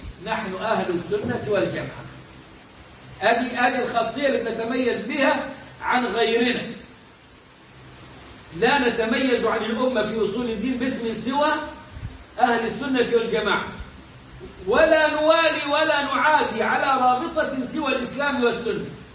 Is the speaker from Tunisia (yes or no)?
no; Upper Egypt, Egypt; اعتبروا مصر تحت باطهم زي ما بيقولوا عندنا في الصعيد